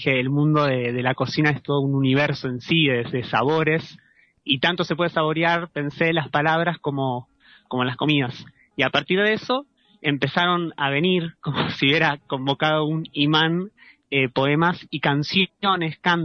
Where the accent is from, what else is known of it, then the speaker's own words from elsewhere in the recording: Ramos Mejía, Buenos Aires Province, Argentina; justo yo llegué hace poquito acá al Valle, vengo de la provincia de Buenos Aires, Ramos Mejía